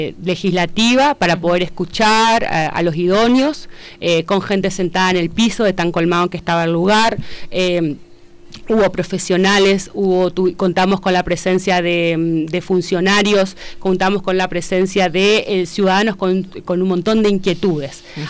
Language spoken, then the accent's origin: Spanish; Argentina; el gran hito que tenemos nosotros como argentinos